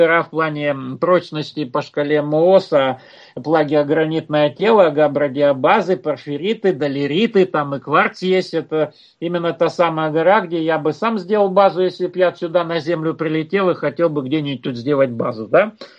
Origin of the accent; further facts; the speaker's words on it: Ural, Russia; я вот сам родом с Урала